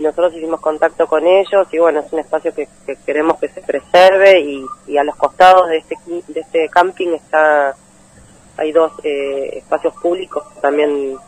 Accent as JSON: {"language": "Spanish", "region": "Buenos Aires", "country": "Argentina", "tie": "born there", "said": "acá de Buenos Aires, yo nací en Buenos Aires"}